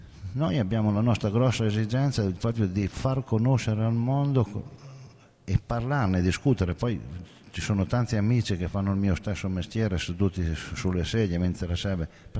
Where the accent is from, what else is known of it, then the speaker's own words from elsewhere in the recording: Calamandrana, Piedmont, Italy; vengo da Calamandrana, sud dell'Astigiano. Viticoltori da sempre.